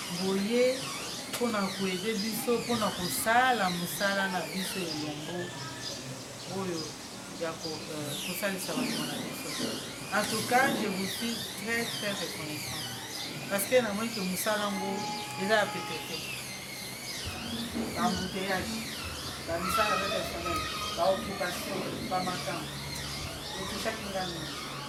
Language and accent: French; DR Congo; French is a second language; Moi, je parle toutes les langues du Congo, je suis une vraie Congolais.